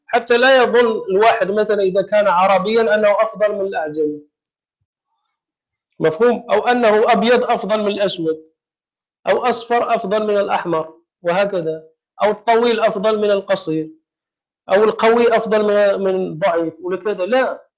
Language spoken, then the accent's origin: Arabic; Morocco; فإذا كان شيء عندنا في المغرب مثلا معروفا ولا ينكره أحد